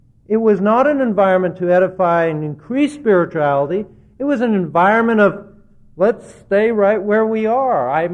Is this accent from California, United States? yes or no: yes; California, United States; Now, I was from California, so I had my windbreaker and my dress shoes